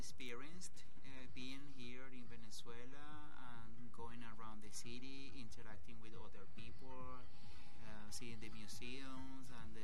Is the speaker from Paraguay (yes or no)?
no; Suriname; yo soy un cimarrón de Surinam, y bueno, hay que recordar que en los 80s hubo una guerra civil que azotó sobre todo a mi región y a mi pueblo